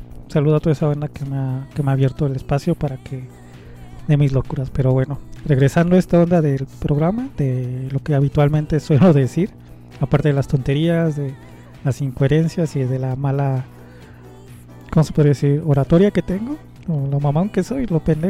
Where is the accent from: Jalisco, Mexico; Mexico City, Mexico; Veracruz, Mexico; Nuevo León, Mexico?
Mexico City, Mexico; Culhuacán; es hablar parte de mi adolescencia aquí en Culhuacán.